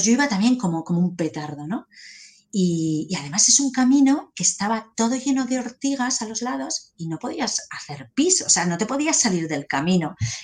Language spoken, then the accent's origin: Spanish; Spain; Y le digo, ¿cómo saben que soy española?